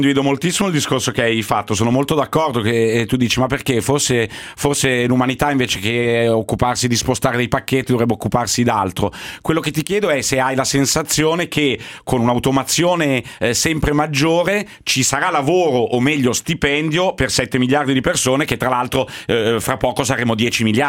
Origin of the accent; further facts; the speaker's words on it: Milan, Lombardy, Italy; Sarà che sono di Milano